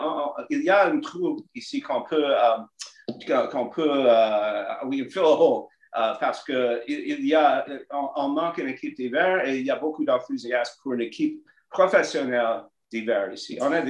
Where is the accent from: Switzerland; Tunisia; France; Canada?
Canada; Montreal, Quebec; born there; je suis né à Montréal et j'ai vécu à Laval. À Chamonix pendant 20 ans et à Québec pendant 29 ans.